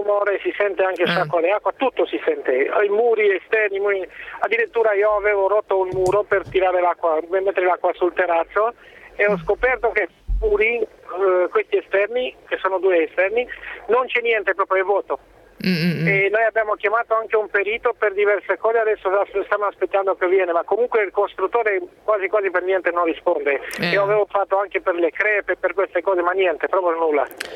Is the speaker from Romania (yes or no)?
yes; Romania; now in Vicenza, Italy; sono rumeno e abito a Vicenza da una ventina di anni.